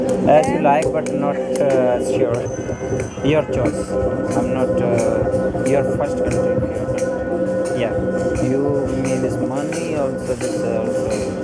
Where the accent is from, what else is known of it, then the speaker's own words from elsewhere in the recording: Mexico; English is a second language; So we are from Mexico.